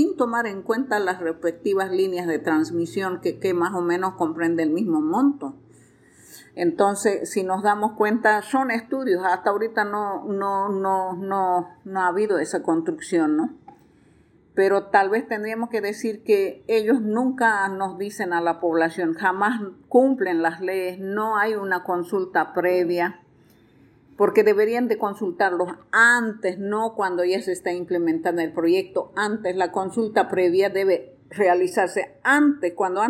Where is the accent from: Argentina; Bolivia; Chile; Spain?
Bolivia; somos parte nosotros como bolivianos en Riverón porque somos afluentes del Madera